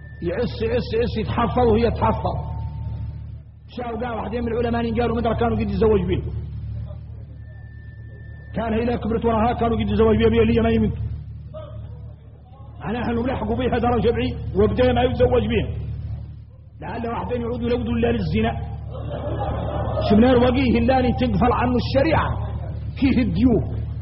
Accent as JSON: {"language": "Arabic", "country": "Mauritania", "said": "انا موريتاني"}